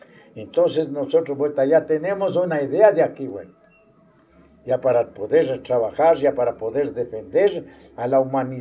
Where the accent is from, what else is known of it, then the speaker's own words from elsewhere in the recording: General Pinto, Pichincha, Ecuador; born there; Yo tengo 63 años. Soy nacido en General Pinto, porque mis madres eran partidario acá en Tumbaco, en Cunuyaco.